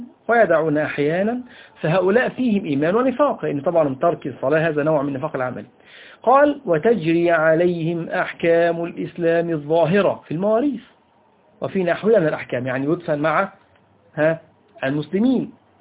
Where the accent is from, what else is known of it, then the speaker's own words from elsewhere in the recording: Egypt; وهذا أمر على فكرة منتشر فيه على الأقل عندنا في مصر